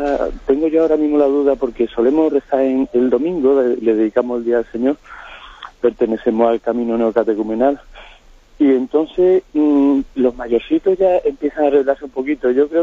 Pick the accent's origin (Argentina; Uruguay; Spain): Spain; Seville, Andalusia; soy de Sevilla, y le llamo porque tengo la duda